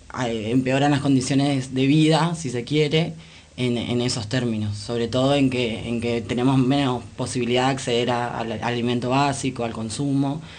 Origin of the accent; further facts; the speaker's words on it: Misiones, Argentina; Yo soy de Misiones y me interesaba como toda la cuestión de allá